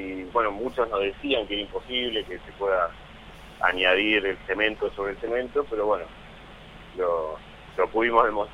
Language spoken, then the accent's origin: Spanish; Roque Pérez, Buenos Aires Province, Argentina; now in Saladillo, Argentina; Yo en realidad soy de Roque Pérez, viví toda mi vida ahí, pero estoy viviendo hace 5 años prácticamente en Saladillo, que es una ciudad vecina de Roque Pérez.